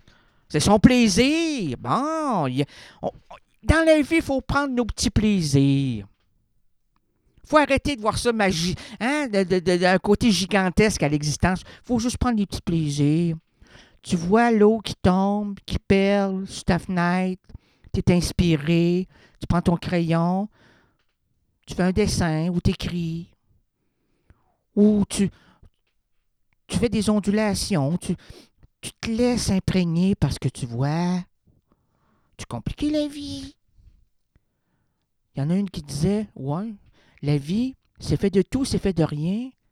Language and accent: French; Quebec, Canada; La langue de chez nous au Québec, on veut-tu la faire partager, notre langue de chez nous, quand on va à Paris?